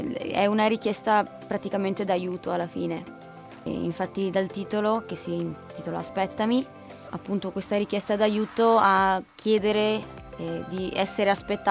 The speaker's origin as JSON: {"language": "Italian", "town": "Venice", "region": "Veneto", "country": "Italy", "tie": "born there", "said": "Sono nata a Venezia ma vivo a Mestre."}